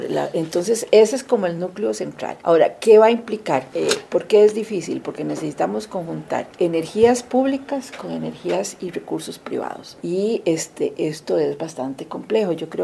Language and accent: Spanish; Costa Rica; mucho de lo que hoy somos los costarricenses y la sociedad costarricense